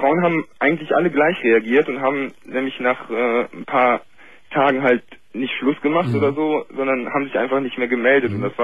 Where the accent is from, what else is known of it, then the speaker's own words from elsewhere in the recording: Cologne, North Rhine-Westphalia, Germany; also ich komme aus Köln, das kann ich ja sagen.